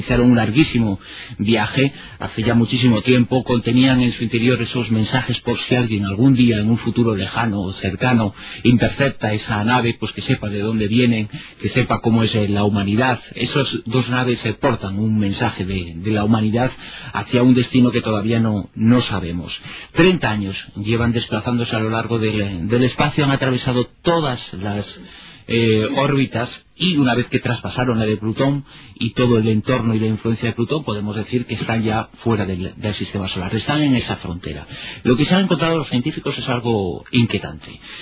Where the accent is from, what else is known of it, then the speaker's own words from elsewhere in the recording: Galicia, Spain; soy gallego del norte y del sur.